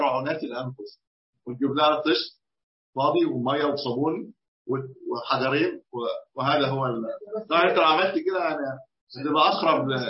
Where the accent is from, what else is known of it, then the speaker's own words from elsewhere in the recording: Egypt; أصل الرطل كان عندنا في مصر كمان قديما كان الرطل